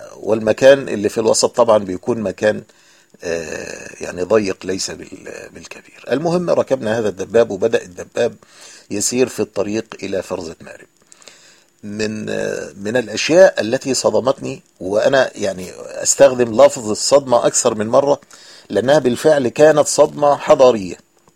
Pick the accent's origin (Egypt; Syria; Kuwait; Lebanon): Egypt; هو نفسه العربة الميني باص عندنا في مصر اللي بتأخذ 7 ركاب